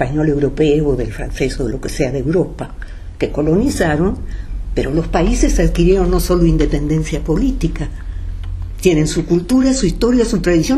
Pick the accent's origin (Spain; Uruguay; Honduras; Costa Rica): Uruguay; now in Mexico; Desde que salí de Uruguay me llamó mucho la atención las diferencias del español de una zona a otra. Y en México es notorio, muy notorio.